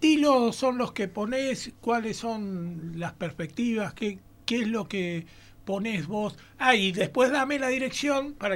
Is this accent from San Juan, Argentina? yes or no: yes; San Juan, Argentina; Porque nosotros somos sanjuaninos.